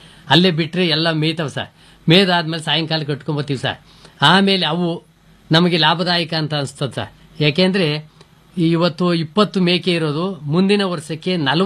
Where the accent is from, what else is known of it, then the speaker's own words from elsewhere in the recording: Tobinakere, Karnataka, India; sir, ನಾವು ತೋಬಿನಕೆರೆ, ನಮ್ಮ ಗ್ರಾಮ